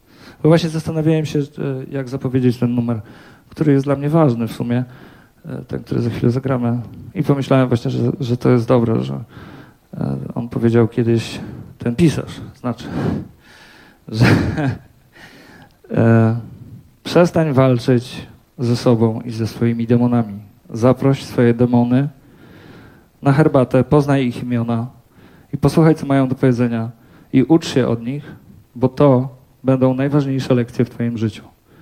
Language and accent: Polish; Płock, Masovian Voivodeship, Poland; Bo pochodzę z Płocka